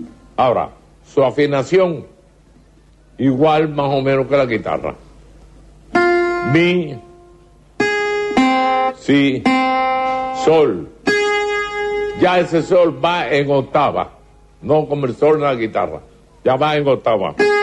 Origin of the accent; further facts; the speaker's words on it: Santiago de Cuba, Cuba; moved away as an adult; now in Havana, Cuba; Yo soy de Santiago de Cuba. Yo llegué a La Habana en el 1934 con un conjunto de Santiago de Cuba dirigido por